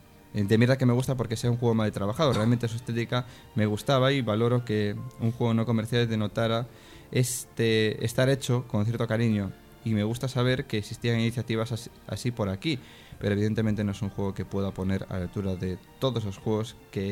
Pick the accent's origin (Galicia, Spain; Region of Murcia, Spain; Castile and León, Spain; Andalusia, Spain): Galicia, Spain; dentro de mí había algo que, como gallego, hacía que me identificara con el joven personaje que recorría lugares cercanos que sabía que eran reales